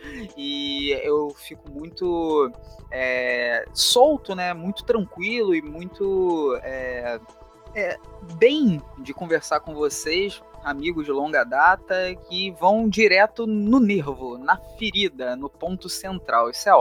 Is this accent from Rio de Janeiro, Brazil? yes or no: yes; Rio de Janeiro, Brazil; accent: carioca; eu leciono na rede estadual aqui no Rio de Janeiro. Meu sotaque não permite negar esse chiado, essa coisa